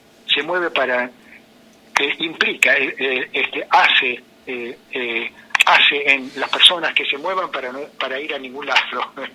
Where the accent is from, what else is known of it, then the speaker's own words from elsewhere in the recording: Argentina; sangre italiana, digamos, de la inmigración, este mestizaje que somos los argentinos, de sangre de la tierra a origen con sangre de las inmigraciones